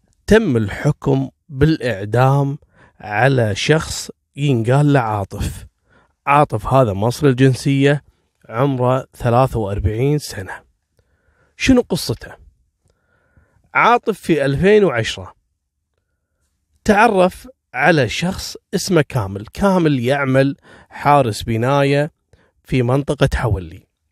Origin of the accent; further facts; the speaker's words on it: Kuwait; طبعا هذا مجرم عندنا في الكويت لانه غير قانوني.